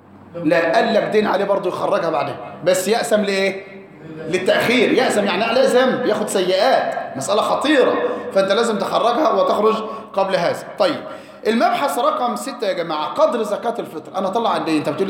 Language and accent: Arabic; Egypt; غالب قوت البلد عندنا في مصر ايه؟ الرز